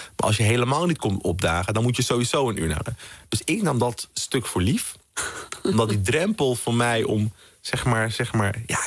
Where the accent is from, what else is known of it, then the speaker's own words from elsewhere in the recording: Amsterdam, North Holland, Netherlands; Nou, ik ben in Amsterdam-Zuidoost opgegroeid. Vooral in de jaren 90 was het toch een hele spannende plek.